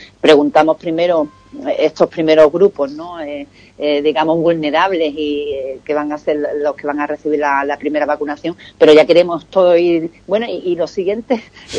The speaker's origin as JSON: {"language": "Spanish", "town": "Ubrique", "region": "Andalusia", "country": "Spain", "said": "Así que yo le deseo a mi pueblo mucha salud y que sigamos también creciendo como personas y aportando, ¿no?, individualmente, pues, a la sociedad ubriqueña"}